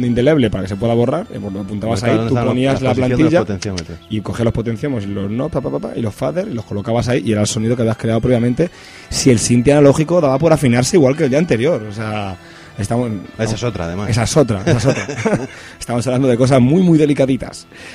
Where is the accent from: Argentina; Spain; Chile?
Spain; Madrid, Community of Madrid; nosotros somos castizos madrileños